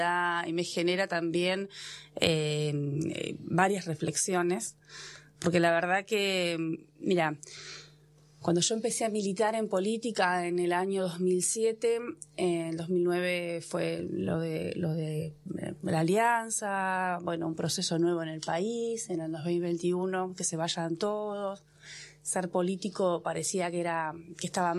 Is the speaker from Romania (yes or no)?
no; Puan, Buenos Aires Province, Argentina; el exintendente de Puan, del distrito de donde yo soy